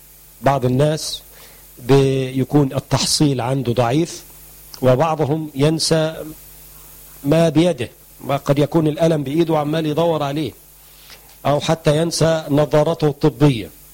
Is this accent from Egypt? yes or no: yes; Egypt; هم بيقولوا عندنا في مصر ما بنستخدمش المخ إلا في السندوتشات